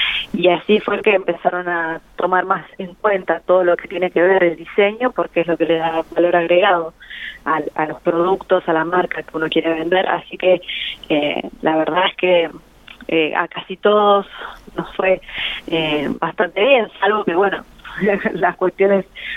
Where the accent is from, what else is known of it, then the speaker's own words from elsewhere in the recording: Santa Rosa, La Pampa, Argentina; la mayoría de los integrantes somos acá de Santa Rosa.